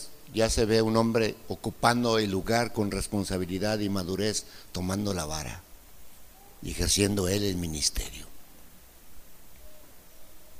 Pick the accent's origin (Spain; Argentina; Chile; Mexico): Mexico; Torreón, Coahuila; Vengo de Torreón. Torreón es una ciudad sin ley ahorita.